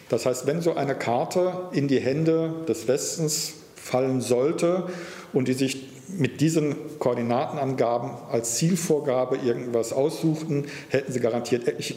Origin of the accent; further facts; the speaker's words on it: North Rhine-Westphalia, Germany; ich bin am Niederrhein aufgewachsen, dort gab es einen Flughafen der Royal Air Force.